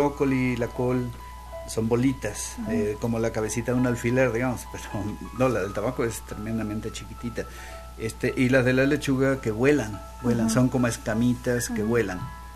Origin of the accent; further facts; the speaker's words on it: Argentina; born there; moved away as an adult; Nací en Argentina